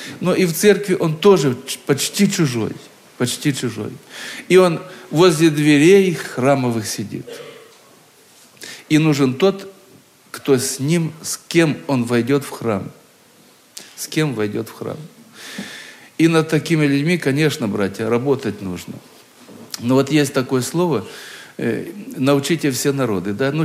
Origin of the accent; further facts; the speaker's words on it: Krasnodar Krai, Russia; Мое детство прошло на Кубани, в одной станице, в старом-старом доме.